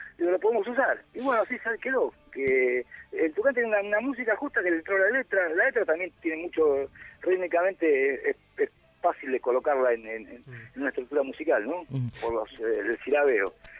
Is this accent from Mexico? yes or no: no; Argentina; moved away; Yo me fui de Argentina.